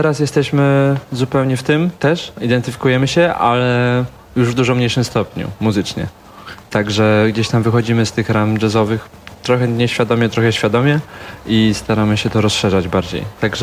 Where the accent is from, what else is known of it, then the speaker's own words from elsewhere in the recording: Bielsko-Biała, Silesian Voivodeship, Poland; I się okazało, że jesteśmy z Bielska Białej.